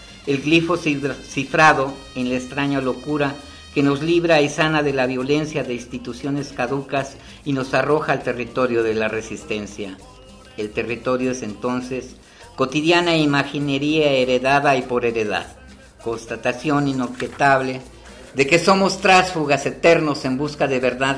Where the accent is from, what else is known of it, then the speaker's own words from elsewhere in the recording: Mexico City, Mexico; En Tepito se dice que venimos desde Cuauhtémoc, desde el señor Cuauhtémoc.